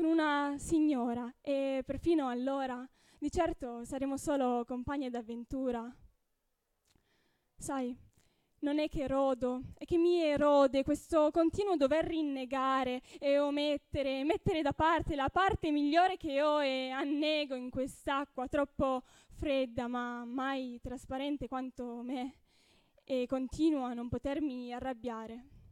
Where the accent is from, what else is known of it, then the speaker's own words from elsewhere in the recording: Piedmont, Italy; Dunque, io vengo dal Piemonte